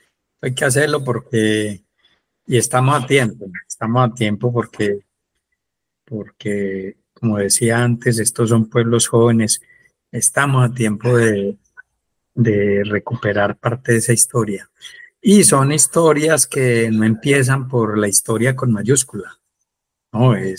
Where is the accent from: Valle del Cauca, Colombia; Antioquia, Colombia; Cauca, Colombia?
Antioquia, Colombia; accent: paisa; la gente siempre me decía, ¿no? Pues que usted habla como un paisa.